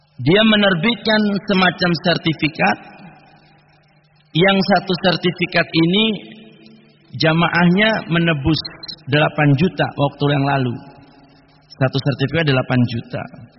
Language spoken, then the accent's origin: Indonesian; Cilacap, Central Java, Indonesia; Bahkan dulu di kampung kami, ketika masih di Cilacap dulu, itu ada orang yang mendata